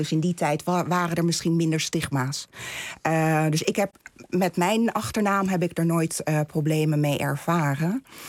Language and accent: Dutch; Netherlands; also born or lived in Turkey; Ik ben in Turkije geboren. Ja. Ik ben als kind, 9-jarig, ben ik naar Nederland gekomen. En ik voel me heel erg thuis. Vanaf het begin heb ik me hier thuis gevoeld.